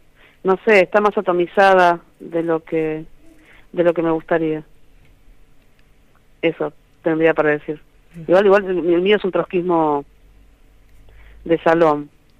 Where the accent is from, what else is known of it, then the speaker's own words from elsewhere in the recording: Buenos Aires Province, Argentina; Casi, nací en el Gran Buenos Aires.